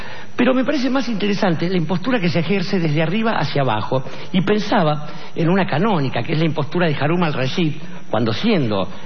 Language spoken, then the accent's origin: Spanish; Argentina; creo que siendo argentinos como somos